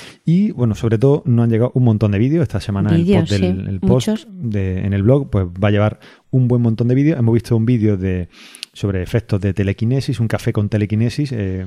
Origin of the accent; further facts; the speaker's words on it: Spain; Como españoles que han emigrado, que han vuelto y que ven con grandes posibilidades la... O sea, está la posibilidad de tener que emigrar otra vez